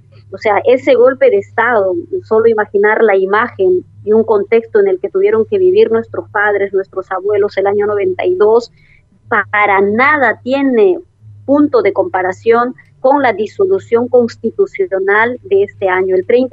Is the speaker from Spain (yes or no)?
no; Peru; nuestro país hoy mantenga todavía políticas totalmente lesivas hacia la propia soberanía nacional como peruanos